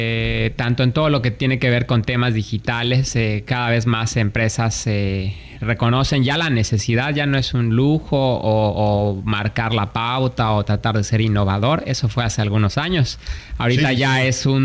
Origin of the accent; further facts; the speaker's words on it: Mexico; a diferencia de lo que a veces nosotros mismos como mexicanos vemos, de que tenemos muchos problemas en México